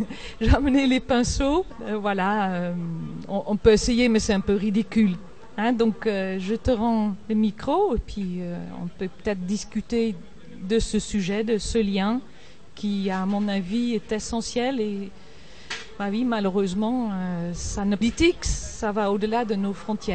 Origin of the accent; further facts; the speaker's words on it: Netherlands; French is a second language; Je suis des Pays-Bas, donc je connais le sujet de l'eau.